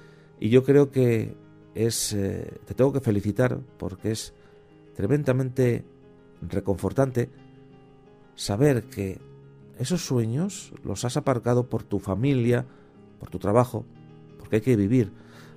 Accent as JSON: {"language": "Spanish", "town": "San Sebastián", "region": "Basque Country", "country": "Spain", "tie": "born there", "said": "yo nací en San Sebastián. Soy del antiguo, de la parte, digamos, de la zona casi ya alejada hacia la Sarte"}